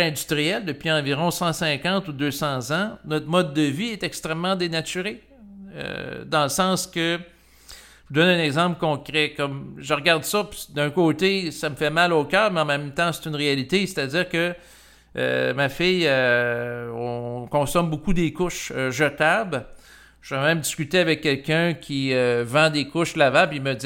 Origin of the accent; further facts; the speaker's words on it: Quebec, Canada; born there; Moi, je suis né au Québec, qui est un lieu où la température peut être très froide l'hiver.